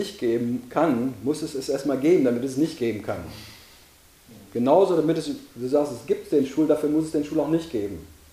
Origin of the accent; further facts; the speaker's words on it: Weser area, Germany; Ich bin an der Weser groß geworden, ich weiß, wovon ich rede.